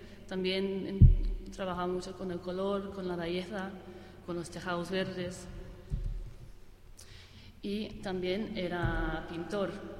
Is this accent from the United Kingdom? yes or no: yes; Glasgow, Scotland, United Kingdom; Spanish is a second language; Primero, soy de Glasgow